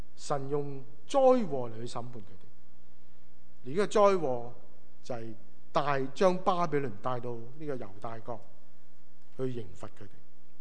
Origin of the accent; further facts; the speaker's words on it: China; 有些好像我们中国人讲吹吉避凶的意思